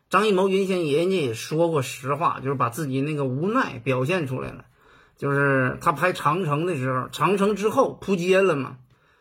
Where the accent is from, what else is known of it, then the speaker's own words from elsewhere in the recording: Northeast China, China; 因为我是东北的，对吗？